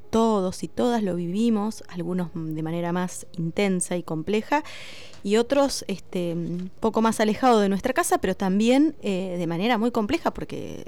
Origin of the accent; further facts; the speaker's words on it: Luis Beltrán, Río Negro, Argentina; tengo 11 años, soy de Luis Beltrán y voy a sexto grado de la escuela número 11.